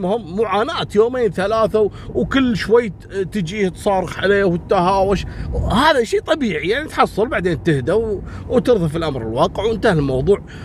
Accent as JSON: {"language": "Arabic", "country": "Kuwait", "said": "ترى موجودة عندنا في الكويت إلى الآن موجودة"}